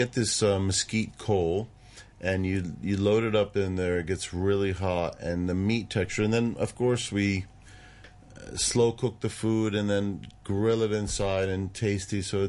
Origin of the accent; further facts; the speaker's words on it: United States; You know, I am American, so you got to go through Mexico to hit Cuba.